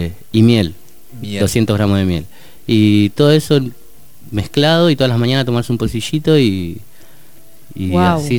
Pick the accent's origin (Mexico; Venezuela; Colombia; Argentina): Argentina; yo vengo de Argentina y lo que quiero hacer es entrar acá, yo vine para conocer esto